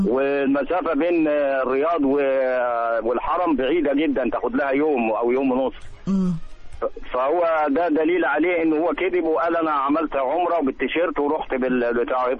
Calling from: Al Qanatir al Khayriyya, Qalyubia, Egypt; القناطر الخيريه حضرتك

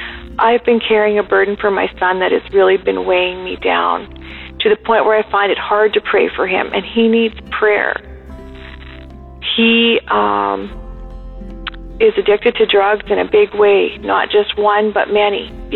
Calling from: Canada; I'm calling from Canada.

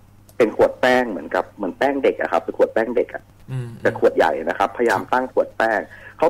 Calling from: Bangkok, Thailand; ผมตอนนี้อยู่ที่ห้องพักแล้วครับอยู่แถวนวมินครับ

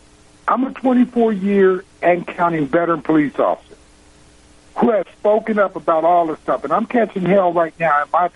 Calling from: Texas, United States; I'm calling from Texas.

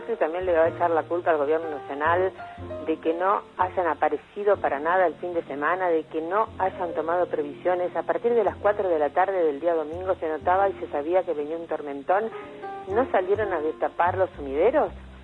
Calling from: Moreno, Buenos Aires Province, Argentina; de Moreno.

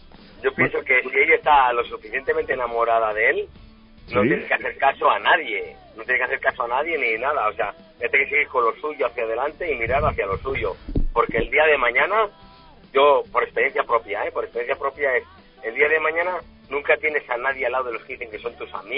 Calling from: San Sebastián, Basque Country, Spain; Desde San Sebastián.

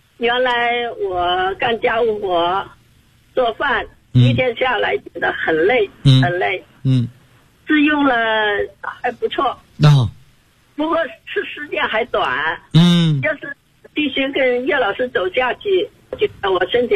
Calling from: Shenzhen, Guangdong, China; 我来自广东深圳。今年79岁了。

